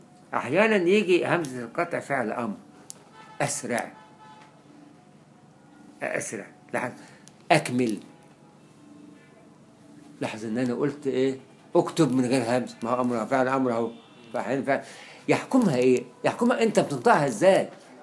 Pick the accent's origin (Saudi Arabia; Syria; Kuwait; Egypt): Egypt; والتاء المفتوحه دي عندنا في مصر كلها